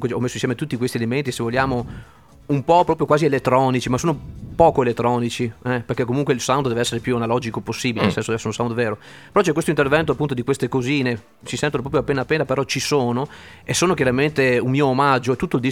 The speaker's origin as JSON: {"language": "Italian", "town": "Lendinara", "region": "Veneto", "country": "Italy", "lives_now": "Verona, Italy", "said": "attualmente sto vicino a Verona, però per dire, ecco, sono di Rovigo, Lendinara, comunque della provincia di Rovigo"}